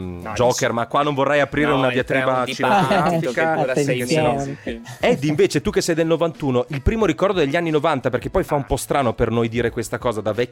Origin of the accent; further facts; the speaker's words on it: Verona, Veneto, Italy; Siccome io sono di Verona e quando avevo 16 anni, un'età infelice per me